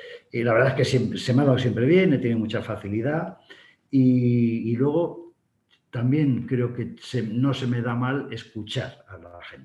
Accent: Burgos, Castile and León, Spain; also born or lived in Seville; Yo soy de Burgos y parece que tiendo más al fresquito que a los calores del sur. Pero también he vivido 3 años en Sevilla

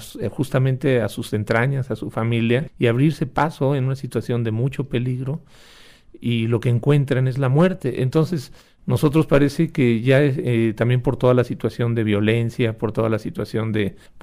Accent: Mexico; Entonces es muy paradójico que nosotros como mexicanos no seamos solidarios con gente que viene buscando un trabajo

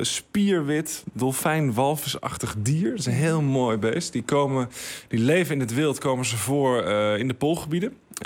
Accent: Friesland, Netherlands; En ik ben opgegroeid in Friesland, aan de Waddenzee. Ik ben geen Fries.

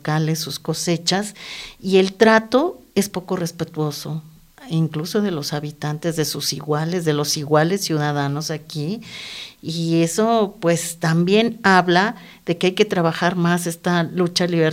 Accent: Mexico City, Mexico; moved away; yo vengo de la Ciudad de México hace 6 años

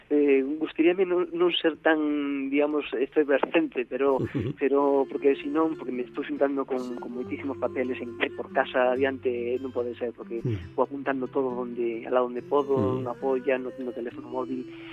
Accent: Galicia, Spain; inspiro-me moitísimo na miña terra, claro. Na miña zona, en Nela Barreira, en o pobo onde máis encontrada. Sí. Vaixeme moitísimo a cabeza de Caralí, porque foi onde nací, onde me criei

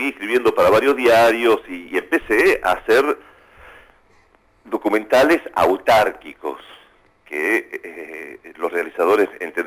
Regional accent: Argentina; Yo vengo muy seguido a Argentina. Sí. Me siento profundamente argentino. Sí, no sí, es sí, que... Sí. Aparte, siendo emigrante con mi familia, o sea, mi familia son piemonteses, vinimos acá, fuimos para allá, soy realmente un argentino doc.

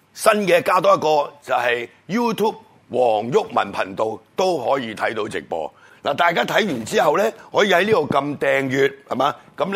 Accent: Hong Kong; 我们在香港土生土长

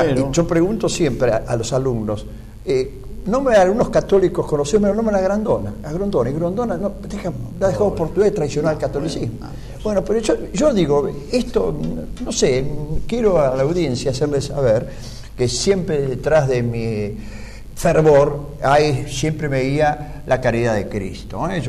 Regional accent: Argentina; Somos argentinos para ver un partido de fútbol.

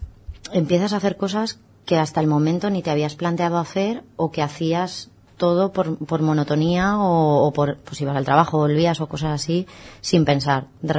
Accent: Spain; los españoles no somos tan españoles o europeos, no somos tan deportistas

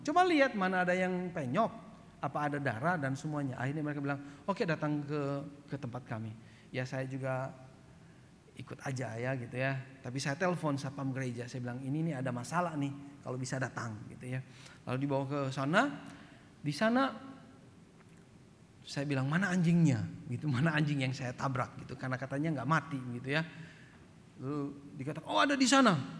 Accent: East Nusa Tenggara, Indonesia; Saya juga orang timur. Saya orang Flores

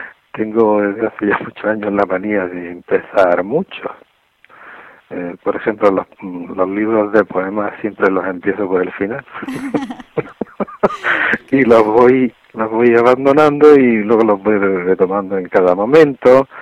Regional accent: Almería, Andalusia, Spain; born there; also born or lived in Granada; Porque yo, aunque soy nacido en Almería y vivo en Almería, sin embargo, gran parte de mi juventud y gran parte de mi madurez la he pasado en Granada.

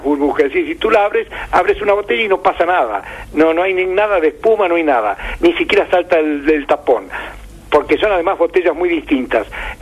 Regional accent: Córdoba, Argentina; que yo lo recuerdo tanto en mi pueblo cordobés como en Rosario

